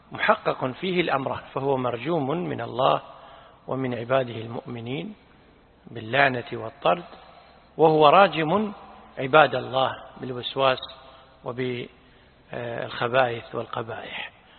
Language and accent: Arabic; Kuwait; لا، نحن عندنا بالكويت لا نحن يقول فلان يتشيطن